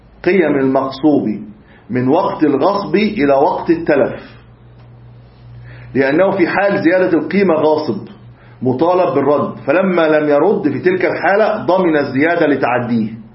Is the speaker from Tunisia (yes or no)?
no; Egypt; إحنا الآن مثلا عندنا في مصر نقد الجنيه